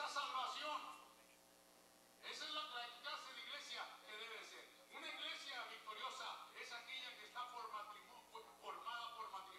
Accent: Mexico; now in United States; yo soy mexicano.

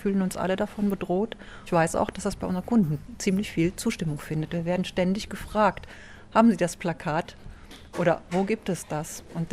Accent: Jülich, North Rhine-Westphalia, Germany; Ich bin aufgewachsen im Schatten des Meilers von Jülich.

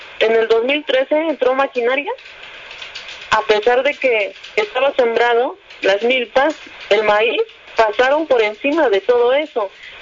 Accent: San Francisco de Chicoautla, State of Mexico, Mexico; Vengo de San Francisco de Chicoautla, municipio Lerma, Estado de México.

